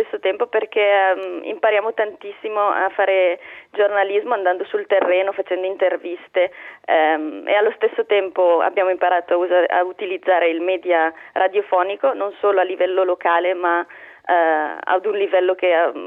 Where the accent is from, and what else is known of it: Bergamo, Lombardy, Italy